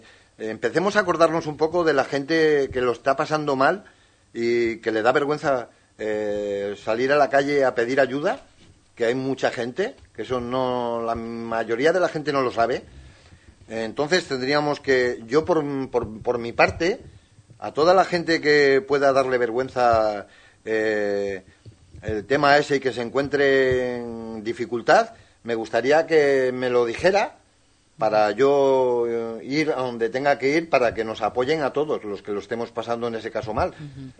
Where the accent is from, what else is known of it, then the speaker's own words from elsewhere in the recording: Cantabria, Spain; si nosotros procuraremos de ayudarnos como vecinos, uh-huh, y como cántabros que somos.